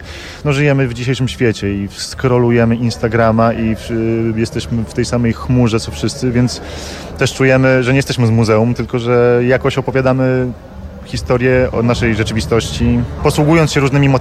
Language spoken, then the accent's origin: Polish; Colombia; Spędziłem dzieciństwo w Kolumbii, moi dziadkowie się poznali w Buenos Aires, moja żona pochodzi z Buenos Aires